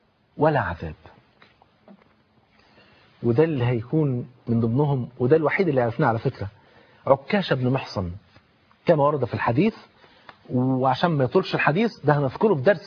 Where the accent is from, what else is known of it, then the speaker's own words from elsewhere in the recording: Egypt; عندنا في مصر في المترو بتاع حلوان بعد محطه